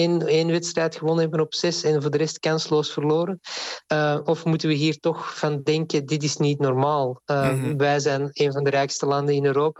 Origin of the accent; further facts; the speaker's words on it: Belgium; Ik ben zelf Belg